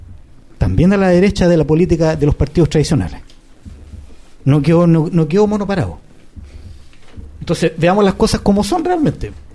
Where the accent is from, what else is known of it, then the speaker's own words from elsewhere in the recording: Linares, Maule, Chile; porque yo soy de Linares. Después de 30 años, Linares, que era un paraíso para poder vivir, hoy día es irrespirable todos los inviernos.